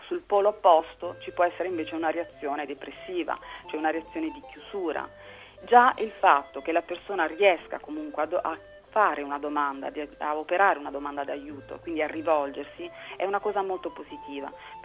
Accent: Bari, Apulia, Italy; io sono pugliese, io sono di Bari

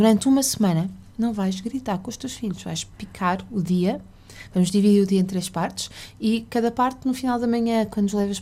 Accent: Porto, Portugal; venho do Porto, tenho dois filhos.

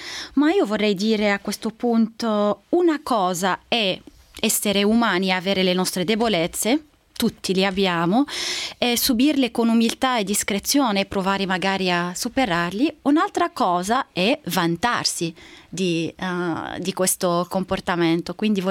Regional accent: Lebanon; Italian is a second language; now in Italy; ho pensato che in Libano, il mio paese, i politici sono fatti per spingere la gente alla disperazione

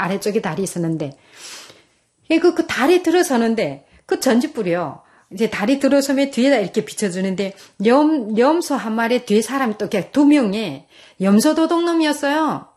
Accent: North Korea; moved away as an adult; now in South Korea; 제가 지나온 북한에서 태어나고 북한에서 40살까지 살고 지금 오늘 이런 대한민국, 복받은 대한민국이란 땅에 정말 내 삶을 묻으러 가고 있습니다.

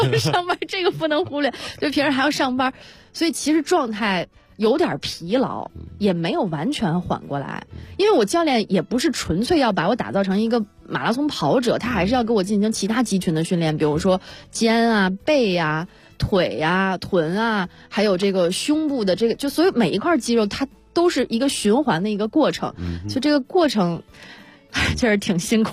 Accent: Shijiazhuang, Hebei, China; 因为我是石家庄人，在那儿生活了20几年，我父母现在还住在石家庄

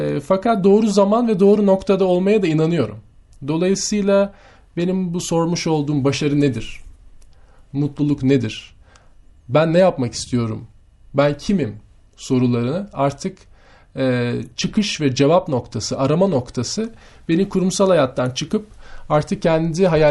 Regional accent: Ankara, Turkey; born there; 1983 Ankara doğumluyum.

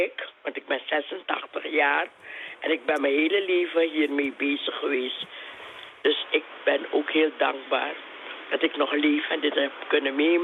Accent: Suriname; We moeten als Surinamers moeten we ook goed nadenken

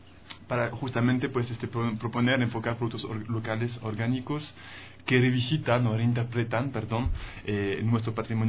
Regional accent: France; Spanish is a second language; Yo soy francés, son temas muy importantes para nosotros allá, la comida, el paladar son sagrados

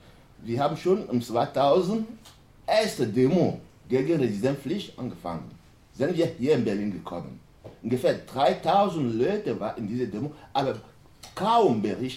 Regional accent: Togo; German is a second language; now in Germany; Ich komme aus Togo. Und ich bin hier in Deutschland 1997 gekommen.

